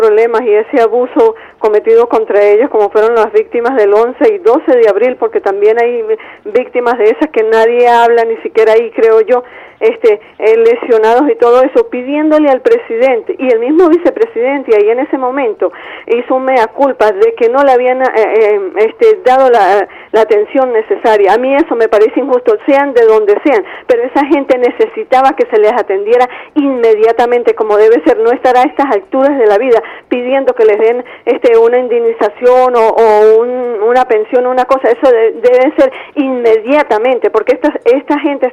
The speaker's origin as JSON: {"language": "Spanish", "town": "Michelena", "region": "Táchira", "country": "Venezuela", "said": "en mi pueblo, Michelena, Estado Táchira"}